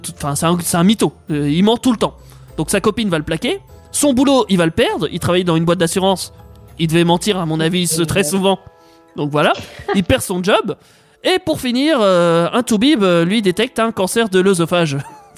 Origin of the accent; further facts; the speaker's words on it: Quebec, Canada; C'est parce que je suis québécois, donc au Québec, on dit pas principaux, tu vois.